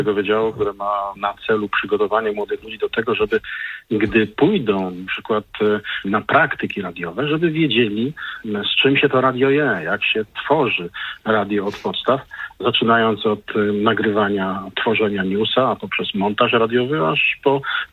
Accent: Poznań, Greater Poland Voivodeship, Poland; No, jako ten poznaniak z krwi i kości, nie mogłem nie dać mu szansy na to, żeby zawitał do mojego miasta.

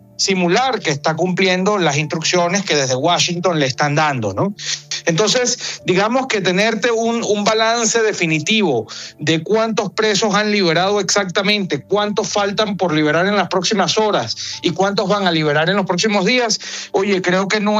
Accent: Venezuela; como venezolanos a todos nos inquieta la situación que tienen los venezolanos injustamente presos

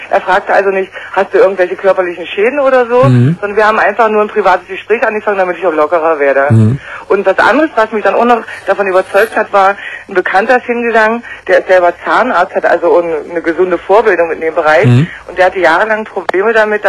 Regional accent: Germany; Ich habe die Ärzte haben in der DDR, ich bin aus der DDR, ne?

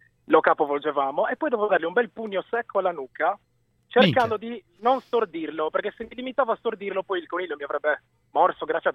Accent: Sardinia, Italy; now in Bologna, Italy; abito a Bologna, ma vengo dalla Sardegna

